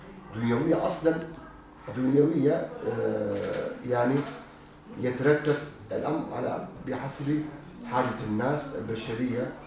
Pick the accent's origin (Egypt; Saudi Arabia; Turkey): Turkey; كل بلد له طبيعته طبيعته تقاليد مثلا عندنا في تركيا بدعات أخرى بدعات غير موجودة عندكم